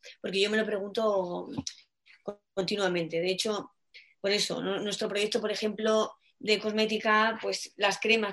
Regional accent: Madrid, Community of Madrid, Spain; finca ahí en Cáceres, en el norte de Cáceres, y ahí he visto que muchos de mis vecinos aunque soy madrileña

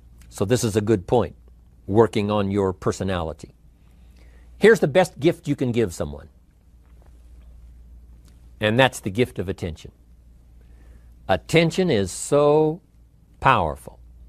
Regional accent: Idaho, United States; he looked right at me and said … where are you from? I said, Idaho.

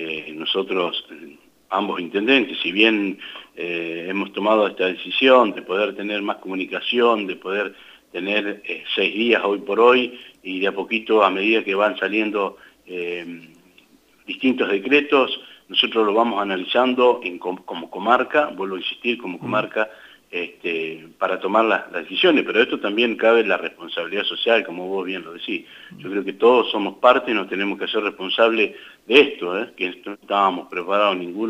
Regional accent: La Adela, La Pampa, Argentina; uno es nacido y criado acá en La Vela, y verlo al río Colorado como lo vemos hoy, no lo hemos visto nunca.

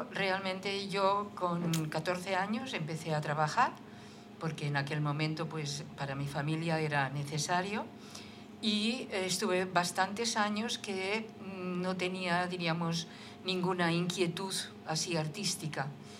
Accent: Barcelona, Catalonia, Spain; Sí, yo soy de Barcelona.

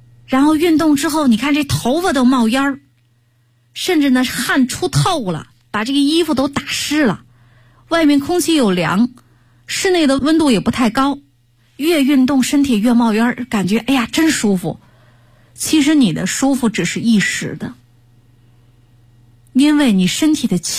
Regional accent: China; 我们中国人用的筷子，这筷子一般都是竹子做的

